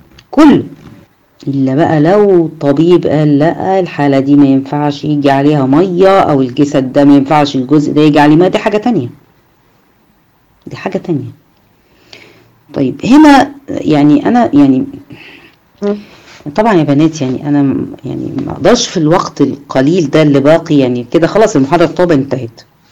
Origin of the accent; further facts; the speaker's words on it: Egypt; احنا هنا ما اكثر التراب عندنا في مصر